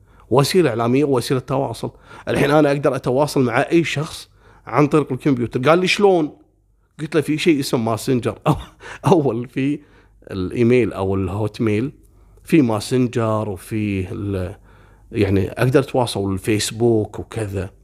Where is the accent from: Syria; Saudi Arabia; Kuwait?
Kuwait; وتعرفون أنا من الكويت وأروح البحرين يعني حتى الطيران ما تسوى الطيارة